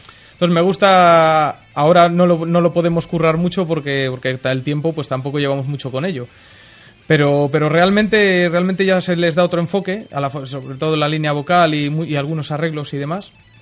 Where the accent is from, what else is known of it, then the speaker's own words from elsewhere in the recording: Santander, Cantabria, Spain; soy de Santander, ¿eh?